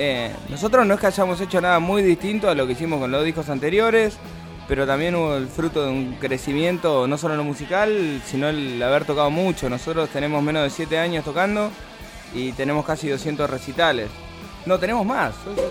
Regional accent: La Plata, Buenos Aires Province, Argentina; Nosotros somos de La Plata. Cada vez que tenemos que tocar, tenemos que hacer todo un movimiento para poder venir para acá.

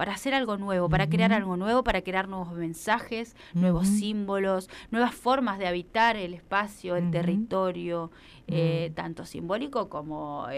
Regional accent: Lanús, Buenos Aires Province, Argentina; Bueno, yo soy del conurbano bonaerense de Lanús Oeste, pero siempre trabajé y estudié en Capital.

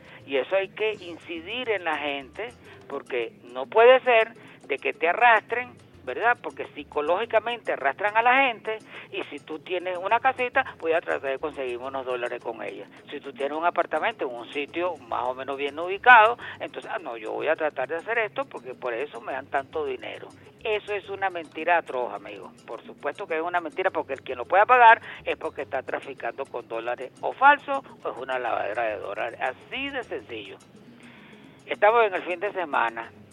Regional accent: Venezuela; defendernos nosotros como venezolanos que somos.

